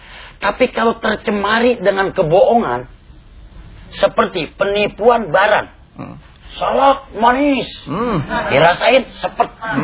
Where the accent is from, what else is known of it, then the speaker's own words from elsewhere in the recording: Bekasi, West Java, Indonesia; now in Tangerang, Indonesia; Dari Bekasi pindah ke Tangerang.